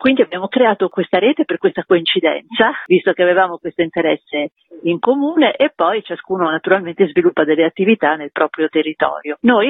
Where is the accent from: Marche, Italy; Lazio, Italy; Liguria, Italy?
Liguria, Italy; Genoa; io sono genovese, cresciuta praticamente con i suoi disegni e con i famosi libri per bambini che lui fece tra gli anni 60 e gli anni 70.